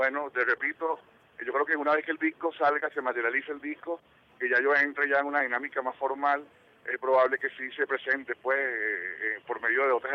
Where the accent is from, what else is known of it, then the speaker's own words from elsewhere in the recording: Caracas, Capital District, Venezuela; now in Barquisimeto, Venezuela; mi ciudad natal, que es Caracas. Yo me fui a vivir a Marquisimeto hace ya 4 años aproximadamente